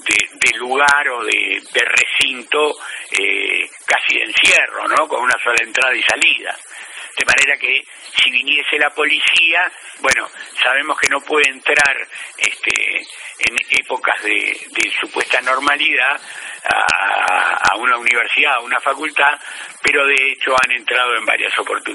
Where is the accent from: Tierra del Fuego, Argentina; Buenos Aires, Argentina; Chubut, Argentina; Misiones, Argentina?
Buenos Aires, Argentina; Nací aquí en Capital Federal, sí, sí. Originalmente en el barrio de Flores, viviendo mucho tiempo en el barrio de Flores, muchos años, y hace más de 20 años aquí en Floresta.